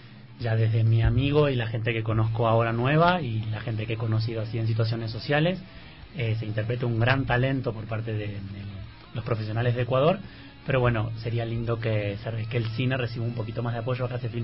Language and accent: Spanish; Argentina; Yo vine de Argentina, trabajo allá.